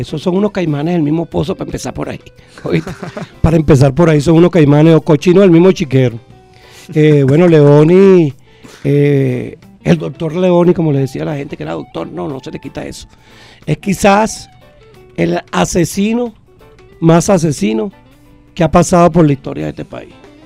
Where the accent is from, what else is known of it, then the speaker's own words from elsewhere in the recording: Venezuela; como venezolano, si tengo fuerza para empuñar un fusil, con mucho gusto me voy a la hermana República de Colombia